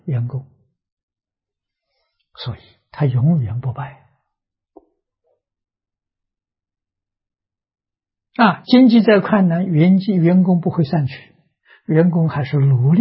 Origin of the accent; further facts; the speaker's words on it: China; 反而我们中国人对中国的传统非常陌生